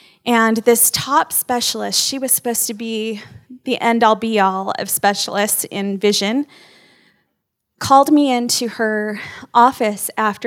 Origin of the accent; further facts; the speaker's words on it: California, United States; He is, we came from California, I'm sorry. But we didn't bring any bad habits, I promise. I don't even honk my horn ever because I never did that in California either